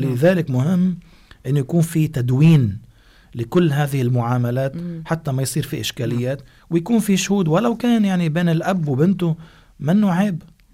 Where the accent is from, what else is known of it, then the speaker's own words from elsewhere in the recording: Lebanon; وبتعرفي في بعض البلدان مثل بلادنا لبنان